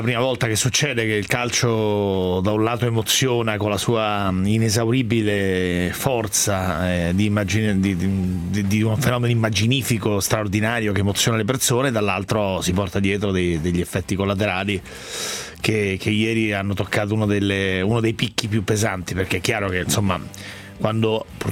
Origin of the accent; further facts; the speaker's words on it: Rome, Lazio, Italy; Da romano mi fa dolore